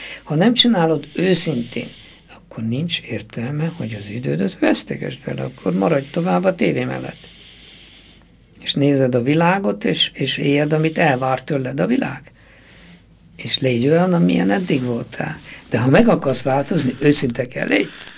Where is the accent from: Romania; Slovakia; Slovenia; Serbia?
Romania; Székely Land; én pedig székely vagyok, nekem húst kellene.